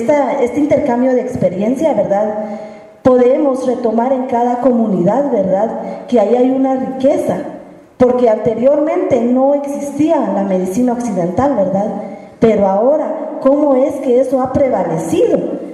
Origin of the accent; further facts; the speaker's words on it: Guatemala; Muy buenas tardes, yo soy de Guatemala.